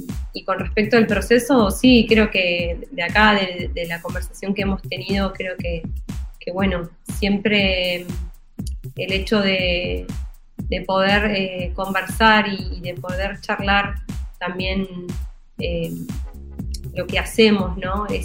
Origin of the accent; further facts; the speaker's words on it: Berazategui, Buenos Aires Province, Argentina; Yo soy de Berazategui